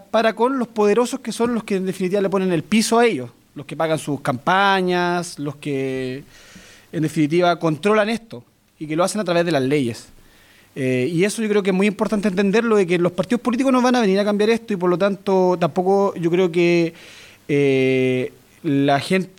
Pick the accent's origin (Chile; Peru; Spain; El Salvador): Chile; yo también soy parte del Los Rofue, nacido y criado en el Los Rofue